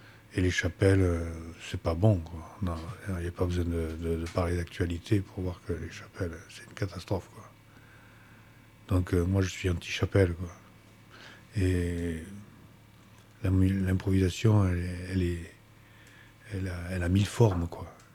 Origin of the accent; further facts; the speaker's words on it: Bordeaux, Nouvelle-Aquitaine, France; born there; now in Gers, France; père vient du Liban. Ma mère est espagnole. Je suis né à Bordeaux. Et j'habite dans le Gers depuis 1996